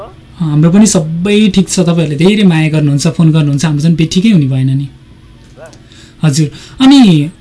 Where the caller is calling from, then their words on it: Ichchhakamana, Bagmati, Nepal; इच्छा कामनाबाट